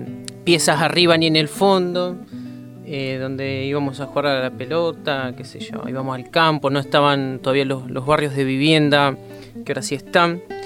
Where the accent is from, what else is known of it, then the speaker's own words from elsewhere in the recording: Buenos Aires, Argentina; nací en San Fernando porque, bueno, mi familia vivía cerca de Boulogne, por esos lugares. Pero al año que nací, ya en el 84, vinimos para acá, así que yo, digamos, San Atilio es mi lugar de origen.